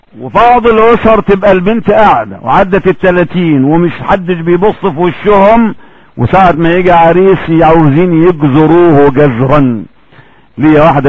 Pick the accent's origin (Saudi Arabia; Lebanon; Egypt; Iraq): Egypt; عندنا في مصر فرق كثيرة جدا بس ما لهمش تفسير.